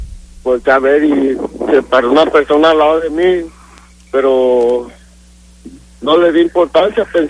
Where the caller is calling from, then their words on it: Odessa, Texas, United States; Eso me pasó aquí en Odessa.